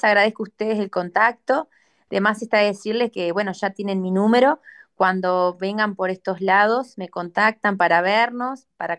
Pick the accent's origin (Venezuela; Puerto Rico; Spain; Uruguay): Uruguay; Young, Río Negro; also born or lived in Montevideo; nací en Yun, mi familia llegó en el 71 con mis tres hermanos, mi hermano más chico y yo nacimos acá. Yo soy muy, muy yunguense, amo mucho esta tierra, elegí Yun porque me fui a estudiar a Montevideo y volví.